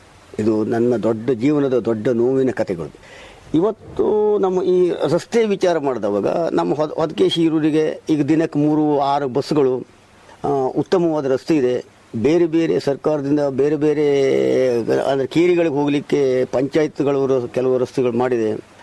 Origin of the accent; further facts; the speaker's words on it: Urke, Karnataka, India; ನಾವು ಮೂಲತಃ ಕುಮಟ ತಾಲೂಕಿನ ಊರ್ಕೆ ಗ್ರಾಮದವರು.